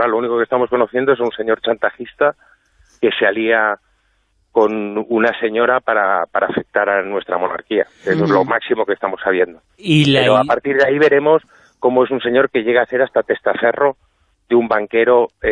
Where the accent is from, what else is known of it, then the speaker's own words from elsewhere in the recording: Catalonia, Spain; A ver, yo soy catalán